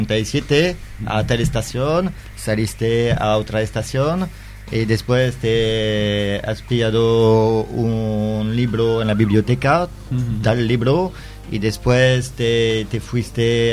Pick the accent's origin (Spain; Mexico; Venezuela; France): France; Lille, Hauts-de-France; Spanish is a second language; now in Marseille, France; cuando digo, sí, soy de Lille, la gente dice: ah, qué bien